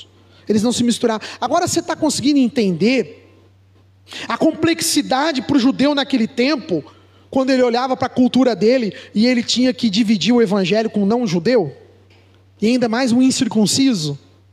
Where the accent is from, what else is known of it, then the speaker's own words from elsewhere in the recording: São Paulo, Brazil; a gente é paulista, mas a gente se convive bem com os mineiros, com os baianos, com os sulistas, né?